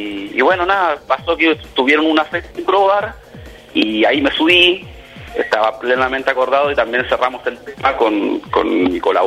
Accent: Chile; moved away; Ambos somos de Chile, que ya vivimos un par de años acá.

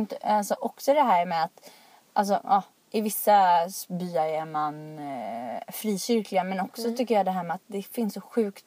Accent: Rottne, Kronoberg County, Sweden; Alltså jag är uppvuxen i Rottne och jag tror att när jag växte upp där så bodde det väl kanske så här 3000 människor där.

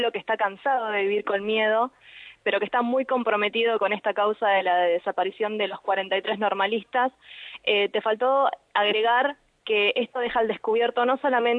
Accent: Argentina; y nosotros como argentinos también debemos empezar a tomar conciencia

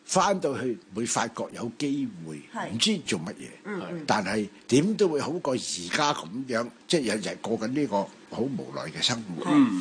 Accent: Guangdong, China; 但係我哋廣東人當佢係上海人。

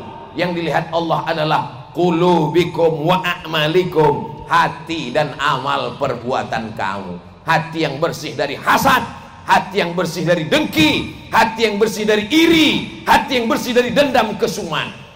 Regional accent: Sumatra, Indonesia; Saya ini dari Pulau Sumatera. Dari Pulau Sumatera ini manggil paman itu manggilnya tulang.

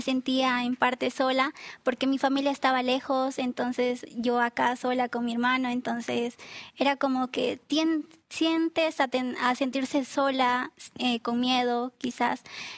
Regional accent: Beni, Bolivia; now in Cochabamba, Bolivia; nosotros somos de Beni, Ribera Alta, y estábamos acá por tema de estudio en Cochabamba

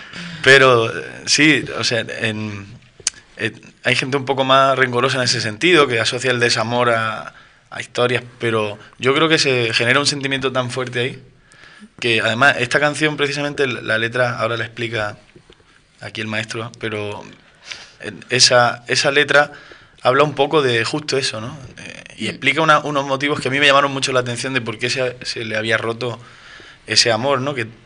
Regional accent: Almería, Andalusia, Spain; Yo soy de Almería, nací en Almería, toda mi familia es de Almería y nada, allí sigo viviendo allí.

